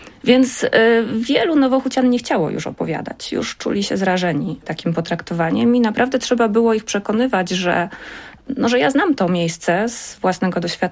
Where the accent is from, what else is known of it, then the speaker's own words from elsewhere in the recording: Kraków, Lesser Poland, Poland; Ja jestem nowochucianką, bardzo często powtarzam, z urodzenia i z zamiłowania, ponieważ mieszkam w Nowej Hucie od dziecka, urodziłam się tam.